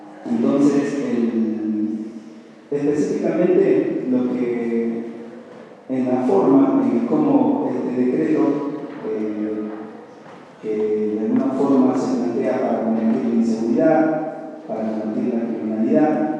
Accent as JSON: {"language": "Spanish", "country": "Peru", "moved": "yes", "said": "Soy de Perú. Me vine hace 10 años a esta ciudad de estudiar y hoy me hice mi casa como una segunda casa, un segundo hogar."}